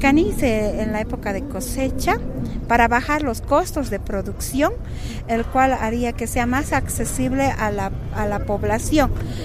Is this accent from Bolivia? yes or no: yes; Bolivia; Sin embargo, somos los bolivianos que producimos